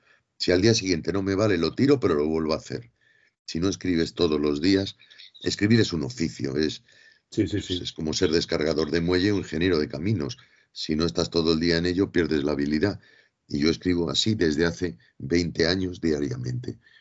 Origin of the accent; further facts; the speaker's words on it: Madrid, Community of Madrid, Spain; Me había puesto a nacer en Almería cuando yo soy de Madrid.